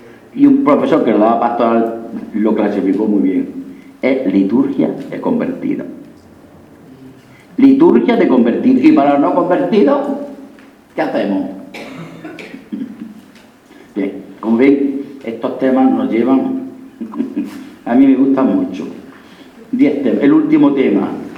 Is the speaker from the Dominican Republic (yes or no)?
no; Linares, Andalusia, Spain; la Semana Santa de mi pueblo, un pueblo muy bueno, Linares, Jaén, no tenía ninguna fuerza.